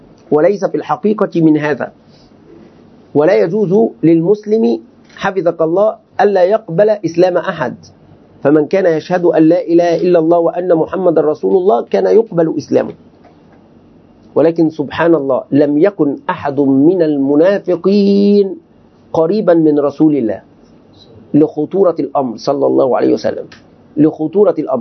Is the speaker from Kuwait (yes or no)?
no; Egypt; يعني عندنا في مصر توجد مجموعة ممن يدعون